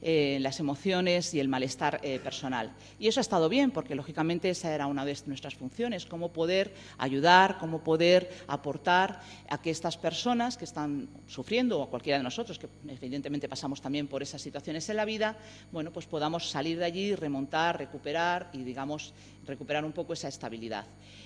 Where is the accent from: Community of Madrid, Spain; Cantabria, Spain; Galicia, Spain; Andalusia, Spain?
Community of Madrid, Spain; Madrid; también tengo mis raíces andaluzas, sino porque efectivamente yo soy de barrio. Yo soy de un barrio, yo soy de Villaverde, un barrio de Madrid, que para los que no lo conozcáis, pues es similar en las características de Carabanchel y de otros tipos de barrios